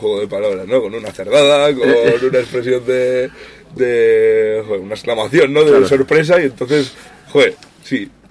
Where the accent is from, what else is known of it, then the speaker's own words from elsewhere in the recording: Spain; me voy a Brasil a grabar un disco de música americana y somos españoles